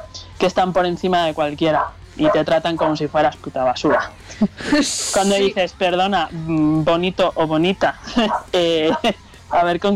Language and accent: Spanish; San Sebastián, Basque Country, Spain; Somos vascas, somos de Guipúzcoa, concretamente de San Sebastián, aunque todo el mundo piensa que somos de Bilbao